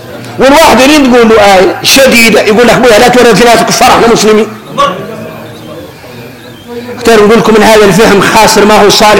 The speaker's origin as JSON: {"language": "Arabic", "country": "Mauritania", "said": "احنا موريتاني"}